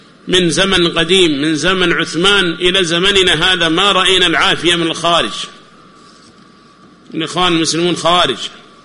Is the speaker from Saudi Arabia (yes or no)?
no; Yemen; الذين يسمون عندنا في اليمن بحزب الإصلاح